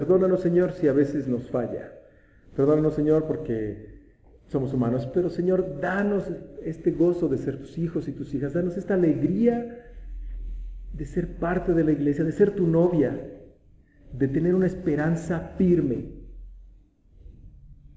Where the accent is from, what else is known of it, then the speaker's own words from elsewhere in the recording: Metepec, State of Mexico, Mexico; cuando vivía aquí, cuando era niño en Metepec, pasaban señores con burros